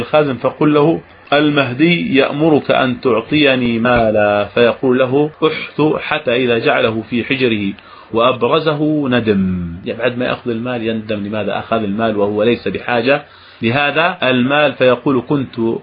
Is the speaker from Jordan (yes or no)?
yes; Jordan; عندنا في هذا الزمان أو في هذه السنة عندنا في الأردن والله يمر السحاب